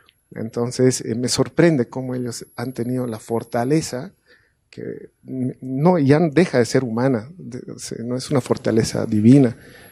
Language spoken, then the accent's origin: Spanish; Cochabamba, Bolivia; de Cochabamba, no voy a poder mañana estar